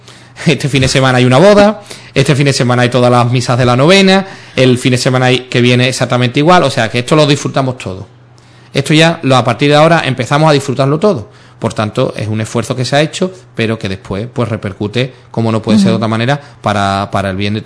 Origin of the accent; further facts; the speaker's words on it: Sanlúcar de Barrameda, Andalusia, Spain; de Sanlúcar, de mi pueblo, de la parroquia de la O, de Nuestra Señora de la O, de mi pueblo, también de Sanlúcar.